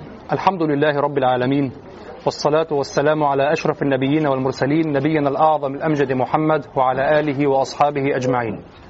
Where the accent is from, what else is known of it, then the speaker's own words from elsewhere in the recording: Egypt; عندنا في مصر بدعة الدرس الأسبوعي